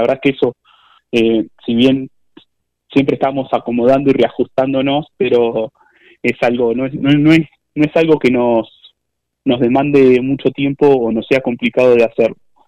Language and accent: Spanish; Tapalqué, Buenos Aires Province, Argentina; Somos todos jóvenes de Tapalqué